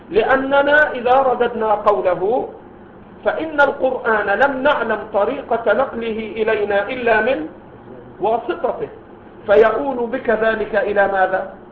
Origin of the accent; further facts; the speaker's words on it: Egypt; هؤلاء الذين ظهروا في بلدنا مصر وغيره